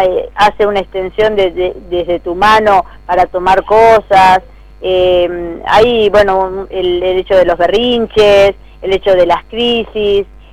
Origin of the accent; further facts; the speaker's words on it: Cañuelas, Buenos Aires Province, Argentina; lo hacemos para Cañuelas, somos gente de Cañuelas